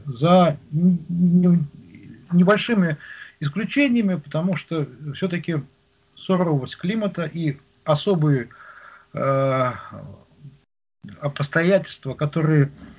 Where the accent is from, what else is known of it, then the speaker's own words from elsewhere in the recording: Magadan Oblast, Russia; born there; Я родился на Колыме.